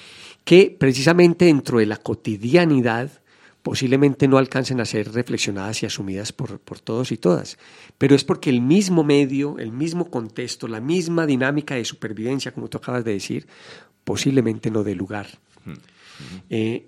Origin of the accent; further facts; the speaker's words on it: Colombia; born there; moved away; yo soy colombiano de nacimiento, pero al momento de salir de mi país y empezar a vivir una vida migratoria